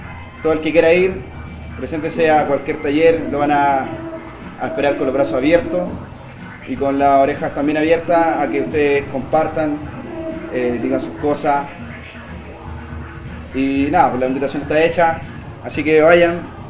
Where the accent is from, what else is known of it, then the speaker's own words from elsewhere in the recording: Buin, Santiago Metropolitan Region, Chile; also born or lived in Temuco; now in Cerro Navia, Chile; En Buin, porque yo soy de Buin. Ahora vivo en Cerro Navia, pero yo soy de Buin. Y bueno, viví en altas partes, en Santiago, en Temuco.